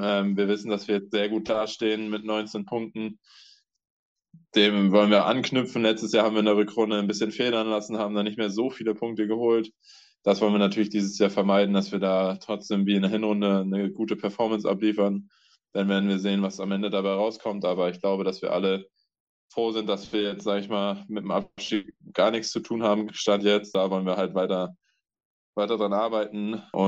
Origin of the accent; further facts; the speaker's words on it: Buxtehude, Lower Saxony, Germany; Ich komme ja ursprünglich aus Buxtehude. Das ist 30, 40 Kilometer weg von hier. Das heißt, ich bin auch nah an zu Hause.